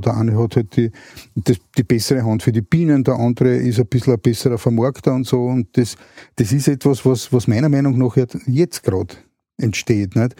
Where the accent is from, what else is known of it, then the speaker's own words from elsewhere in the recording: Vienna, Austria; wir aufs Land gezogen sind. Also ich komme ursprünglich aus Wien.